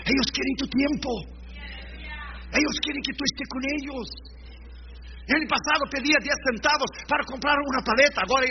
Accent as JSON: {"language": "Spanish", "region": "Rio Grande do Sul", "country": "Brazil", "said": "como yo soy del sur de Brasil, gauchos, es Uruguay, Argentina y nosotros, el Río Grande Sul"}